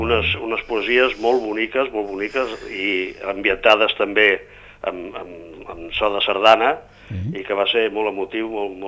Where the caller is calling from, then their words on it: Barcelona, Catalonia, Spain; de la Verneda.